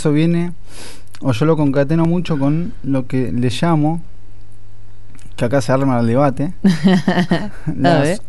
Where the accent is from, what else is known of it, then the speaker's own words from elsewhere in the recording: Buenos Aires, Argentina; No, yo soy de Buenos Aires.